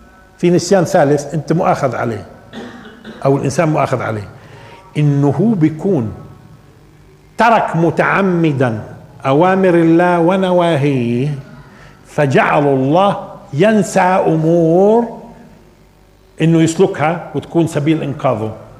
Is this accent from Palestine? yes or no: yes; Palestine; احنا مرات بننصب على لانه فلسطينيين.